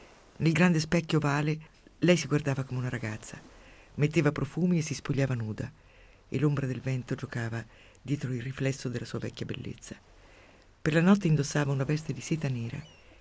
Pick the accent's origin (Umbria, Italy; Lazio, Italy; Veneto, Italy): Umbria, Italy; Quando ero piccola, per me il mondo era diviso in due. Nel mio paesino umbro c'erano la torre e la casa rossa.